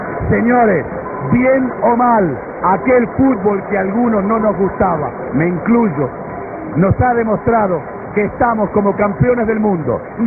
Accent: Argentina; la emoción que desatamos porque somos argentinos

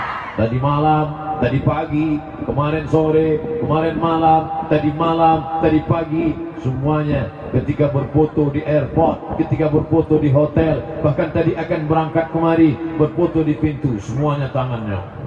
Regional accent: Banyuwangi, East Java, Indonesia; Saya datang dari Water Smell Good. Water Smell Good itu artinya banyu wangi.

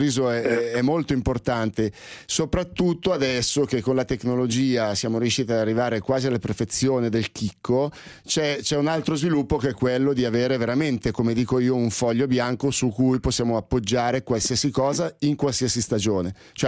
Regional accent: Milan, Lombardy, Italy; qua ti parlo da milanese

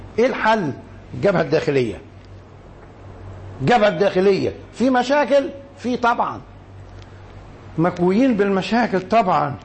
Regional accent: Egypt; خلينا نتكلم على بلدنا مصر، نركز على مصر

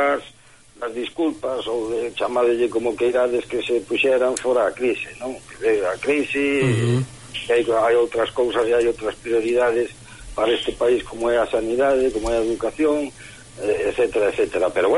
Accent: Galicia, Spain; Para nós sempre foi, para os galegos, algo moi íntimo

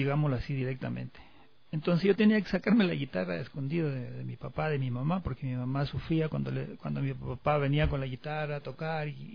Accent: Riobamba, Chimborazo, Ecuador; yo soy del barrio del Vergel, un barrio muy tradicional de la ciudad de Riobamba, un barrio donde crecimos en la cancha de fútbol y en las esquinas guitarreando.

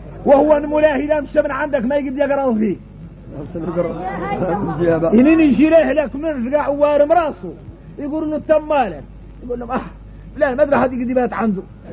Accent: Mauritania; حقيقة نحن موريتاني

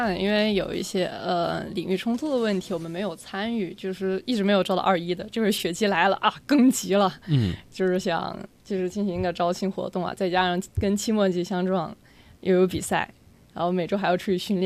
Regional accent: South China, China; 包括其实我也是南方人假的哈

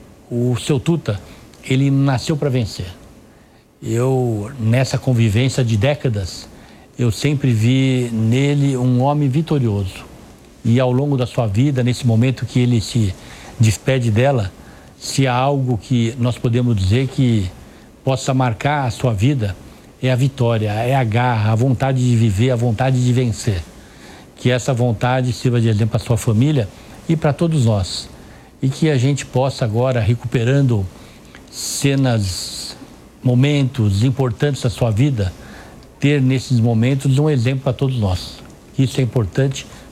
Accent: São Paulo, Brazil; primeiro como brasileiro, como paulistano, mas também como prefeito de São Paulo

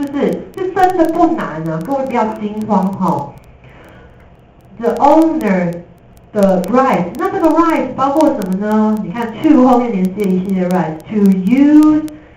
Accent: Taiwan; 我们台湾人很多人爱讲英文

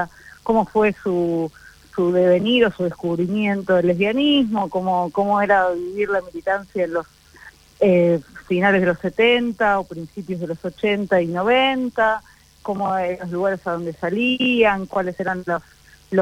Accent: Buenos Aires, Argentina; somos de acá, así que bueno, en esta primer temporada hicimos 5 lesbianas de la Ciudad de Buenos Aires

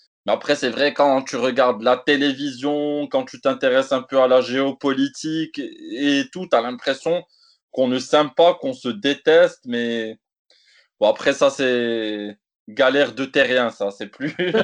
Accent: Morocco; je ne suis pas blanc, je suis comme vous, j'ai des origines noires, je suis marocain, maghrébin, africain.

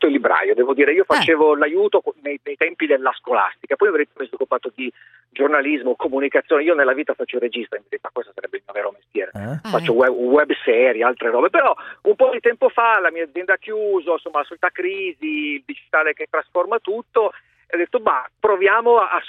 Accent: Collegno, Piedmont, Italy; born there; io vivo, cioè sono nato, vivo a Collegno, però lavoro su Torino

